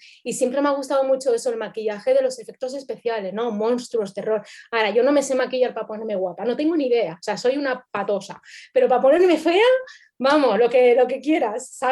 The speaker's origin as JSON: {"language": "Spanish", "region": "Chihuahua", "country": "Mexico", "tie": "born or raised there", "said": "pero yo soy de Chihuahua, que allí que nací."}